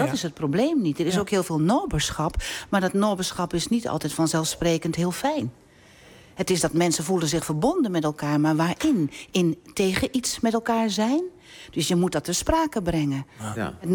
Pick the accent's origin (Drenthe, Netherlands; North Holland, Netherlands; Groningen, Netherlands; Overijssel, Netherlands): Overijssel, Netherlands; accent: Twents; first language Twents; Ik kan heel goed platpron. Mm-hmm. Dat is mijn eerste taal.